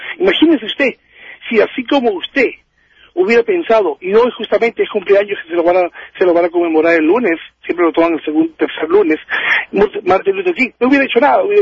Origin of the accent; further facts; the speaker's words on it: Peru; Porque yo siempre decía, ¿cómo? Yo soy de Perú.